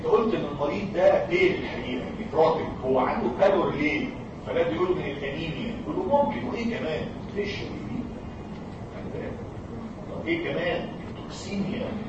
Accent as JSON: {"language": "Arabic", "country": "Egypt", "said": "ان الكونشاكتايفا عندنا في مصر بايظه"}